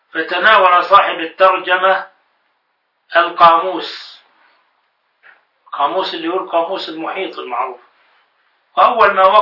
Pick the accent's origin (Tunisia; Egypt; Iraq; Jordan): Jordan; ولما علمت أني من الأردن